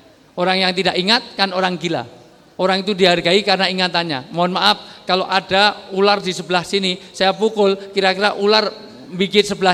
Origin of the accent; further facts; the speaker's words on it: Java, Indonesia; Saya senang orang Jawa karena saya orang Jawa.